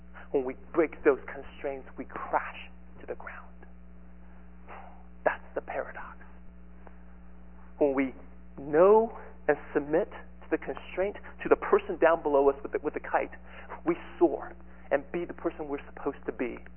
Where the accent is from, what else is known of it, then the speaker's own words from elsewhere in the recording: Taiwan; When I was growing up in Taiwan in elementary schools, our crafts usually consist of, this is kind of a country bumpkin school.